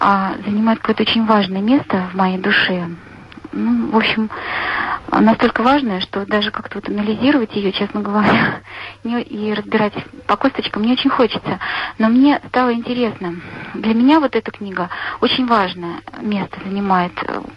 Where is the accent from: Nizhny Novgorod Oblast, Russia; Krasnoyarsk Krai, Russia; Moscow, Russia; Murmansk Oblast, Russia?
Nizhny Novgorod Oblast, Russia; Nizhny Novgorod; я из Нижнего Новгорода.